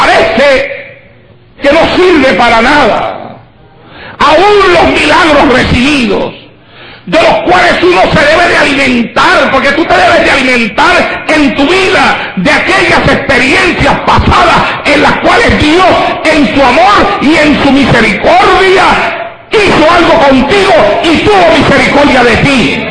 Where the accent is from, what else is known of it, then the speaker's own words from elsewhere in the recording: Santa Isabel, Puerto Rico; como todavía los hay en mi pueblo, en Santa Isabel.